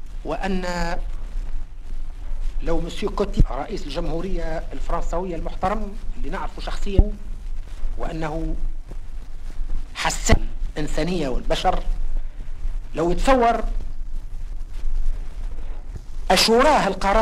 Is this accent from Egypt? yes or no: no; Tunisia; أقول هذا الكلام لا بصفتي تونسي فقط